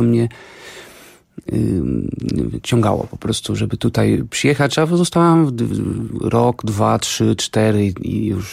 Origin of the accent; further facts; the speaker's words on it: Porto, Norte, Portugal; Polish is a second language; now in Warsaw, Poland; jestem z Porto w Portugalii i mieszkam w Warszawie.